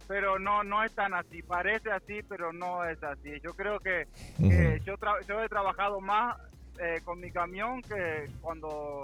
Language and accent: Spanish; Uruguay; De Uruguay.